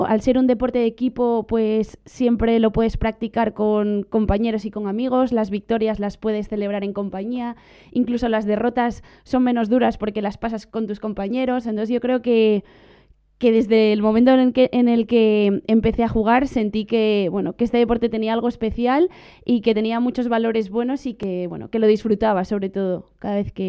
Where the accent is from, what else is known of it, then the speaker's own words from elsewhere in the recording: Gijón, Asturias, Spain; Pues comencé a jugar a hockey en mi ciudad natal, en Gijón, Asturias